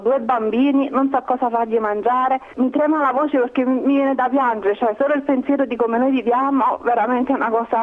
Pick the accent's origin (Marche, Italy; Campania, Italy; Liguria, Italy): Campania, Italy; Io vivo, ma non vivo nella mia terra